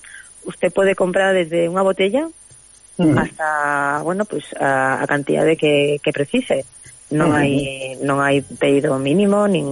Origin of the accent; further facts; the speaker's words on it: Galicia, Spain; Pues eu non vou a ser menos galega.